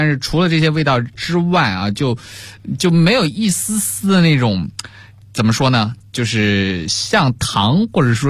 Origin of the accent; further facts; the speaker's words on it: China; 那我们东方人，特别是我们中国人，对于水果的评价啊，第一要素就是这东西甜不甜啊。